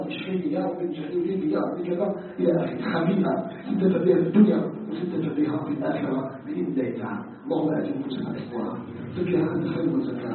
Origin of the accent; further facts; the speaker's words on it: Algeria; أن يجعل بلدنا الجزائر بلداً آمناً مطمئناً